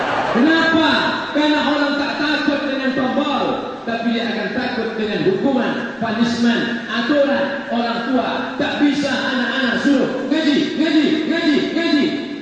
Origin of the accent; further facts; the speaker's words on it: Riau, Indonesia; Ambo sebutkan, saya dari Riau.